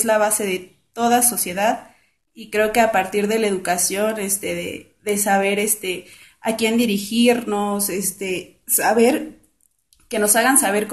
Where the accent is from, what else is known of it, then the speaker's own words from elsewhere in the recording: Iztacalco, Mexico City, Mexico; vivo aquí en Iztacalco, viví toda mi vida y ahorita, por cuestiones de mi vida, soy radico en Iztapalapa, pero todas mis actividades yo las realizo en la colonia agrícola oriental de Iztacalco.